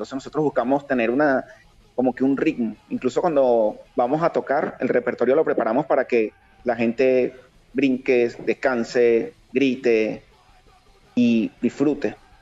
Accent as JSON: {"language": "Spanish", "country": "Venezuela", "said": "yo que vengo de Venezuela"}